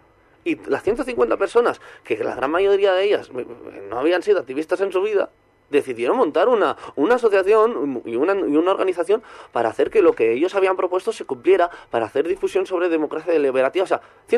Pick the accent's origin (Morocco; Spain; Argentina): Spain; Catalonia; cerraban un colegio de primaria de mi pueblo, allí en Barcelona